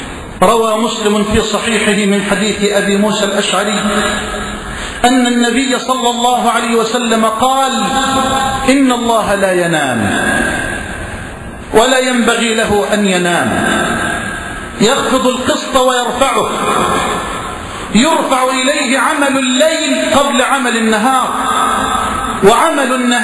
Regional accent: Egypt; واجعل بلدنا مصر واحة للأمن والأمان وجميع بلاد المسلمين.

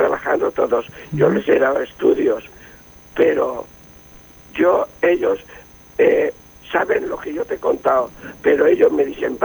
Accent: Elche, Valencian Community, Spain; Yo, como soy de Elche, pido que los huertos los cuiden

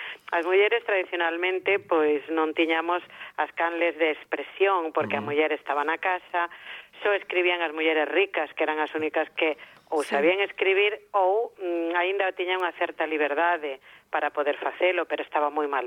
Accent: Galicia, Spain; Agora eu, cando a min me preguntan ti que és, eu sempre digo que son galega.

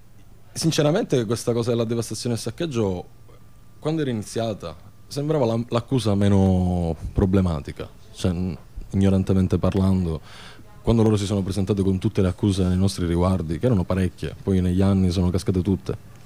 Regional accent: Palermo, Sicily, Italy; non siamo di Genova, siamo di Palermo

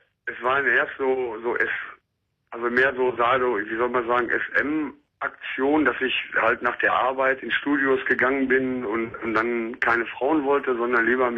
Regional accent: North Rhine-Westphalia, Germany; ich komme halt aus dem Ruhrgebiet.

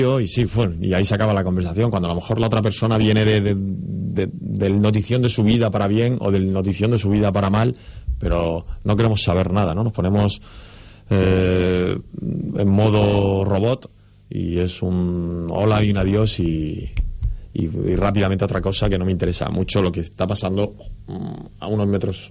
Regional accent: Murcia, Region of Murcia, Spain; yo soy de una ciudad pequeña, soy de Murcia y hay otro ritmo muy diferente al de la gran ciudad

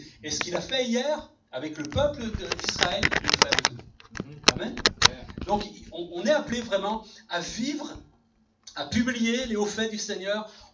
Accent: Sète, Occitanie, France; born there; Je suis né en 1971 à Sète, dans la ville de Sète

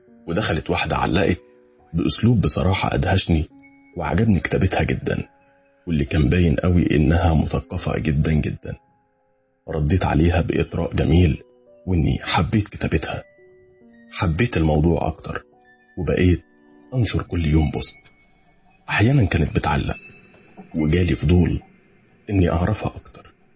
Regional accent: Benha, Qalyubia, Egypt; now in Medina, Saudi Arabia; مصري من بنها ومقيم في المدينة المنورة.

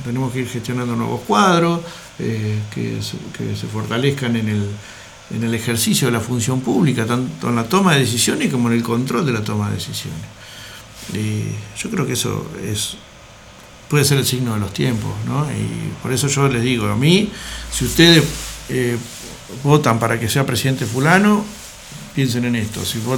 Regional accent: General Alvear, Mendoza, Argentina; soy de General Alvear, un pueblo chico, bendiga a mis alveares y nada más.

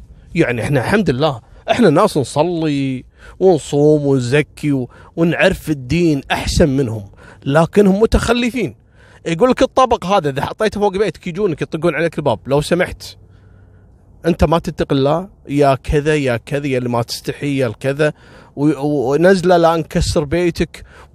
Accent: Kuwait; وعذبوهم عندنا في الكويت في منطقة اسمها كبت

